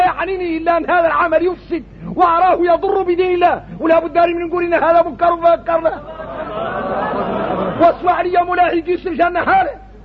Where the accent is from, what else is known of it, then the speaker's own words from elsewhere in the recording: Mauritania; احنا موريتاني بينا الشدة تجهل الواحد منا